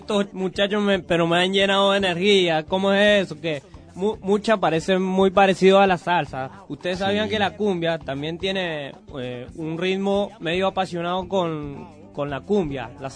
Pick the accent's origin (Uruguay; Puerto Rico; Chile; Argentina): Puerto Rico; como ustedes no saben mucho de donde yo vengo, de Puerto Rico